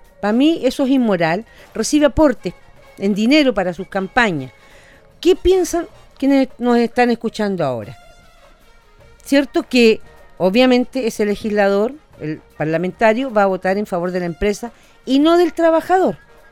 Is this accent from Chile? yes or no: yes; Chile; Nosotros como chilenos fuimos capaces hace un par de años atrás